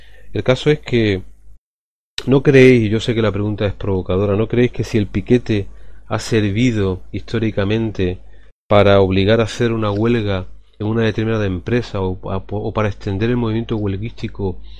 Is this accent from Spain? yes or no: yes; Cádiz, Andalusia, Spain; yo que vengo del barrio de Astilleros de Cádiz, he vivido todo eso